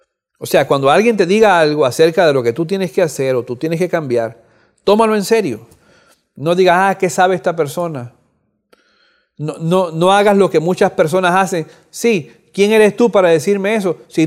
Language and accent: Spanish; Cuba; moved away; Este año pasado yo fui a Cuba. Yo soy oriundo de Cuba, nací en Cuba. No había ido a Cuba por mucho tiempo. Después, hace 2 años, regresé después de 40 años.